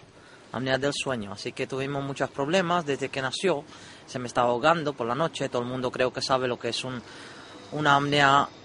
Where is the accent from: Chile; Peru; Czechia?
Czechia; now in Canary Islands, Spain; Yo soy de República Checa.